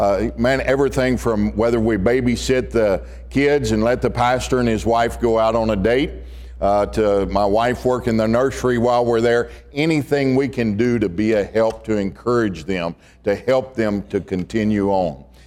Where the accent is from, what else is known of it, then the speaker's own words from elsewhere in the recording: Pasadena, Texas, United States; Down the Houston area, and that's where I grew up in Pasadena, Texas. It's on the southeast side of Houston.